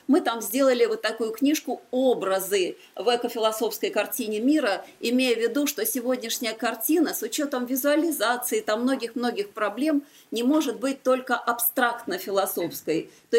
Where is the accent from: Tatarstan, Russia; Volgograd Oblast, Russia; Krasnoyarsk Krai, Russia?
Volgograd Oblast, Russia; Volgograd; В моем родном городе Волгограде мы продолжаем